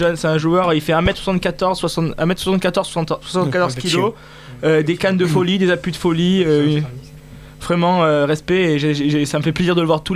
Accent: France; Genre, je suis français, mais c'était vraiment magnifique.

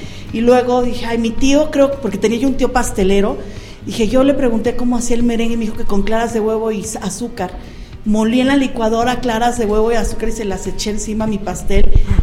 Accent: Mexico City, Mexico; now in Pachuca, Mexico; yo soy originaria del Distrito Federal. Tenemos 10 años viviendo en la ciudad de Pachuca. Realmente nos mudamos a Pachuca porque mi esposo es originario de aquí del estado de Hidalgo.

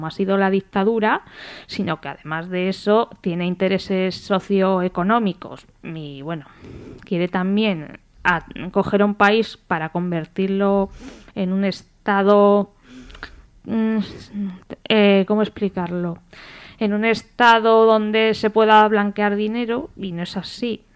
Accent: Spain; también me considero republicana, pero también como española y persona del mundo

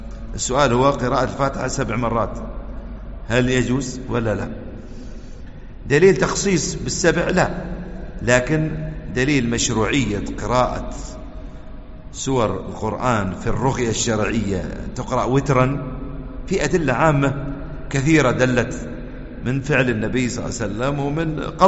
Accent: United Arab Emirates; ويحفظنا ويحفظ بلادنا الإمارات من كل سوء وفتنة

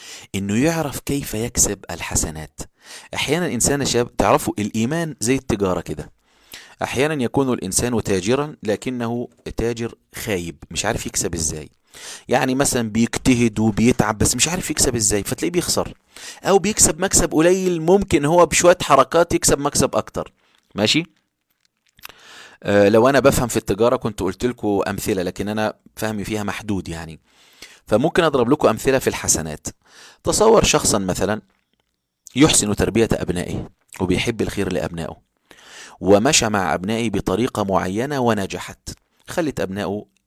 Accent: Egypt; وطبعا ده بيحصل في اوروبا وفي كل البلاد وبيحصل عندنا في مصر كمان

